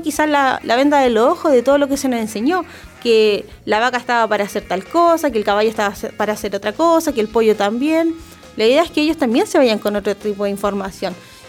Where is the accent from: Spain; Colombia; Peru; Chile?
Chile; ¿Es una tradición que nos tiene que hacer sentir orgullosos como chilenos?